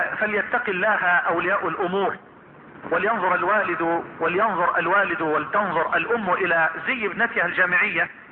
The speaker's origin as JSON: {"language": "Arabic", "town": "Damu", "region": "Dakahlia", "country": "Egypt", "tie": "born there", "lives_now": "Suez, Egypt", "said": "من مواليد محافظة الدقهلية، مركز بكرنس، قرية تسمى دمو، والعمل والإقامة في السويس،"}